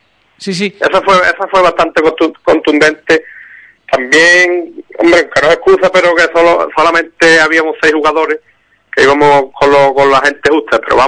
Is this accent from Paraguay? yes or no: no; Algar, Spain; somos todos de Algar